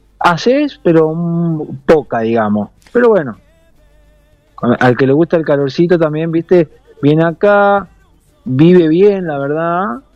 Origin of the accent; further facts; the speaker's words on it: Argentina; mis compañeros, todos somos argentinos